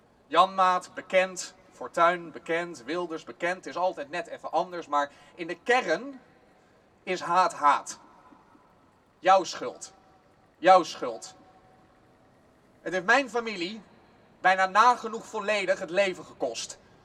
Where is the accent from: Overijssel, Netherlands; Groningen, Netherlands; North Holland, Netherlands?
North Holland, Netherlands; Amsterdam; Ik sta hier bovenal als Amsterdammer.